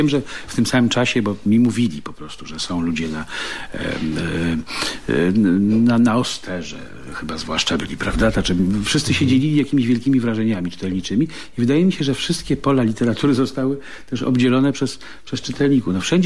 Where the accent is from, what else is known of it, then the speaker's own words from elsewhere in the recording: Warsaw, Masovian Voivodeship, Poland; ja jestem, no, z Warszawy.